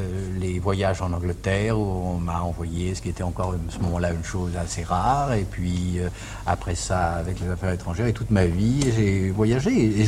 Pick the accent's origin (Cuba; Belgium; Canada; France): France; Paris, Île-de-France; J'ai quitté Paris, mais je n'ai jamais quitté ma famille parce que l'affection et le grand amour que j'avais pour elle faisaient que j'étais toujours en contact avec elle et que j'aimais énormément revenir dans le cadre familial et à Paris.